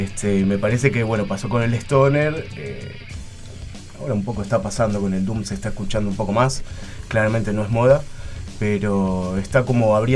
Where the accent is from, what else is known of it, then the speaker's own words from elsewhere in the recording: Berazategui, Buenos Aires Province, Argentina; Él es de Monte Grande y yo soy de Brazate.